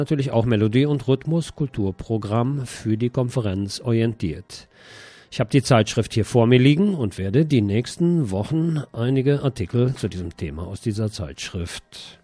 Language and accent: German; Bonn, North Rhine-Westphalia, Germany; now in Barcelona, Spain; in meiner alten Heimat Bonn.